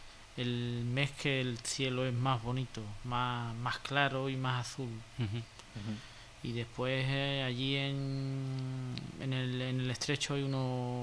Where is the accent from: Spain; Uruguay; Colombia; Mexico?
Spain; San Roque, Andalusia; also born or lived in Ceuta; Vamos, yo soy de San Roque, pero he vivido...